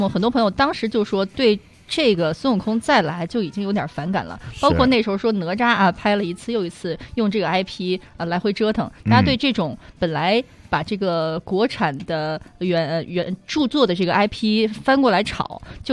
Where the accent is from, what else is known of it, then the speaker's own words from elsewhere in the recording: Shandong, China; accent: Shandong; 到底是我们山东口音还是就是有一块离得比较近啊？